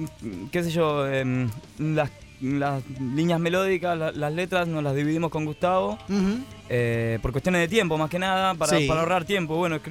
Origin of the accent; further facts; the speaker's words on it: San Andrés de Giles, Buenos Aires Province, Argentina; Yo, en principio, bueno, vengo de San Andrés de Giles. Vengo de lejos.